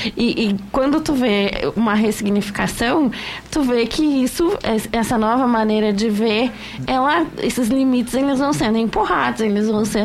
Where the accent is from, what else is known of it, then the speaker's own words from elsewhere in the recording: Porto Alegre, Rio Grande do Sul, Brazil; Porque a zona onde eu morava, no Porto, onde eu nasci, ela é, a rua que eu morava era exatamente a última rua do Porto. Para quem era do Porto mesmo, eu não estava no Porto, eu estava no Navegantes.